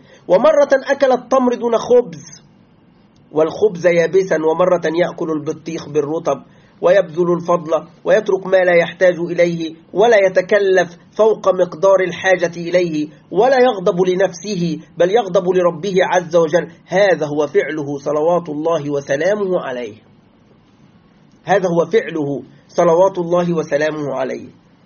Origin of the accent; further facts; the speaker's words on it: Egypt; تعرف نحن الآن عندنا في مصر كمصريين، كما يعلم إخواننا المصريين، نأكل يعني العيش، نسمي الخبز نسميه عيش